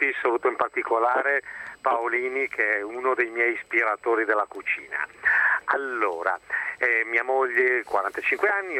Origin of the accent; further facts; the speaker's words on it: Milan, Lombardy, Italy; Io sono milanese e lei di origine veneta.